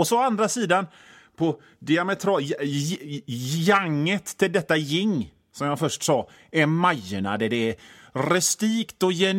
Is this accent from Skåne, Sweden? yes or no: no; Hönö, Västra Götaland County, Sweden; alltså jag är från Hönö, jag är inte någon av dem.